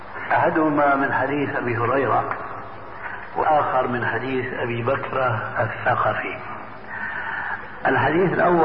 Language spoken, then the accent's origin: Arabic; Syria; وكما يقول عندنا في سوريا نحط رجلينا بماء باردة